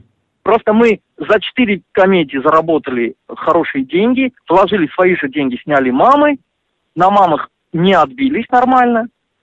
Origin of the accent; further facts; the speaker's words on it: Russia; first language Russian; Мой родной язык — это русский язык.